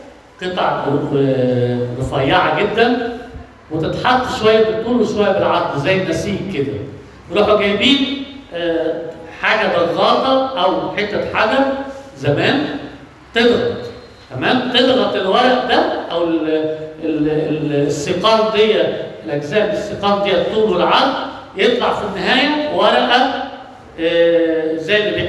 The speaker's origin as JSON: {"language": "Arabic", "town": "Alexandria", "region": "Alexandria Governorate", "country": "Egypt", "said": "عندنا في اسكندرية من ضمن الحاجات المشهورة بيها المواني"}